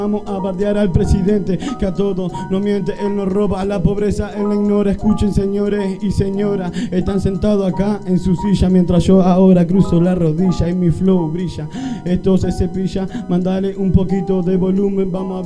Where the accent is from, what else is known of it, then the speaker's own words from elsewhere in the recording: Argentina; Yo no soy de Puerto Rico, soy argentino